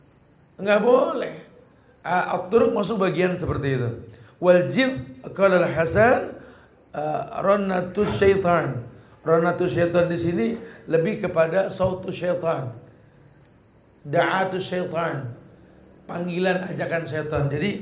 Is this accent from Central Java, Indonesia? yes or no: no; Jakarta, Indonesia; Saya ini anak Betawi. Orang Betawi suka pakai roti buaya.